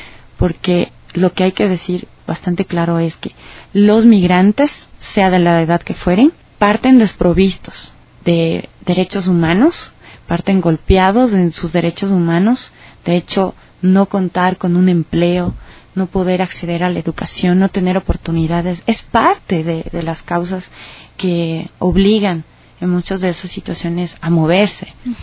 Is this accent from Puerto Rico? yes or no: no; Ecuador; en el caso de nosotros como ecuatorianos, el relato de nuestra migración